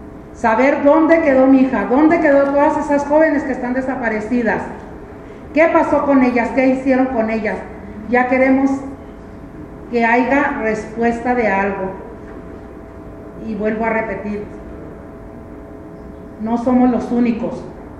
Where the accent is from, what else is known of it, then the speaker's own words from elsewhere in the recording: Ciudad Juárez, Chihuahua, Mexico; Venimos de Ciudad Juárez.